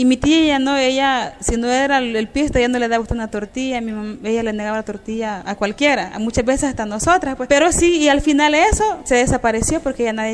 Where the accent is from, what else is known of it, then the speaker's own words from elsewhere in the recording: San Julián, Sonsonate, El Salvador; soy originaria de San Julián, de un pueblo de Sonsonate.